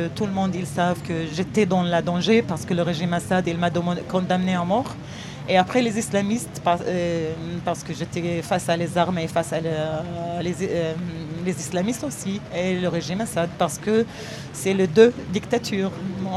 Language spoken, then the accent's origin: French; Syria; French is a second language; moved away as an adult; now in France; Dès que je suis arrivée en France